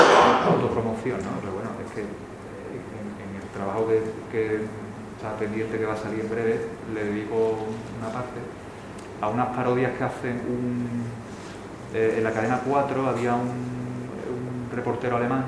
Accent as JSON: {"language": "Spanish", "town": "Seville", "region": "Andalusia", "country": "Spain", "said": "A ver, bueno, yo soy de Sevilla y bueno, y me interesa un poco."}